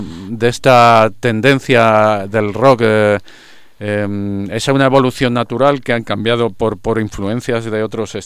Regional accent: Madrid, Community of Madrid, Spain; Yo, por ejemplo, soy de San Blas

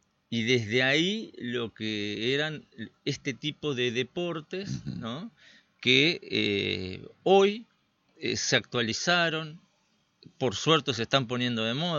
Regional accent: Chajarí, Entre Ríos, Argentina; Yo me crié en otra ciudad, en Chajarí, acá cerca.

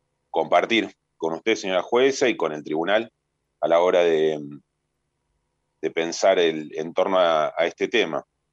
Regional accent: Argentina; la reparación que nos merecemos como argentinos y argentinas, como sociedad

